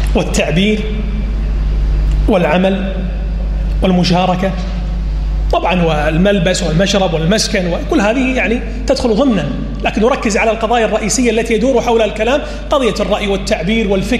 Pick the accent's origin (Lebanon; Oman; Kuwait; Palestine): Kuwait; مخرجات التعليم عندنا في الكويت سيئة